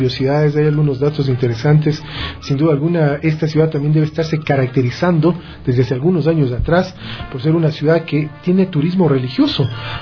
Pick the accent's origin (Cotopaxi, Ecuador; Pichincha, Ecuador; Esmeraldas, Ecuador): Pichincha, Ecuador; Quito; fuertes como somos los quiteños querendones